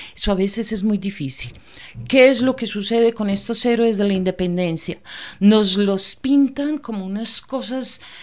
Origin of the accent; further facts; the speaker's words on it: Antioquia, Colombia; yo soy antioqueña, pero como historiadora